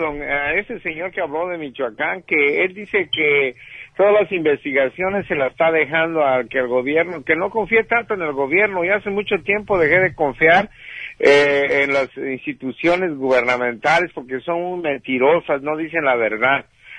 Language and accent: Spanish; El Salvador; y como buenos salvadoreños echar a andar la democracia que ya nos hace falta